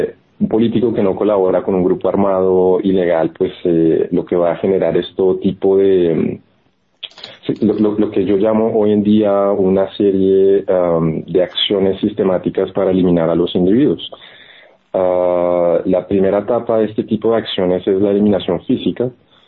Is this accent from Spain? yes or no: no; Florencia, Caquetá, Colombia; en la ciudad, mi ciudad natal, en Florencia, que es la capital pues de la región, Caquetá